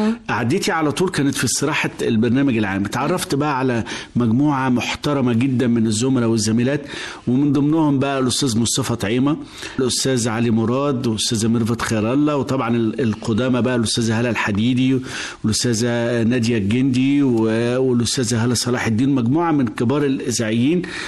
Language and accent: Arabic; Egypt; الراديو شكل وجداننا كلنا كمصريين من سنين طويلة جدا